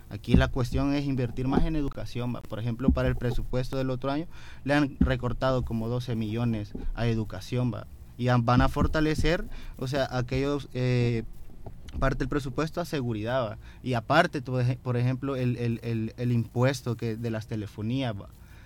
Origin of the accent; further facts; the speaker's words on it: El Salvador; todo el contexto histórico que hemos venido viviendo como sociedad salvadoreña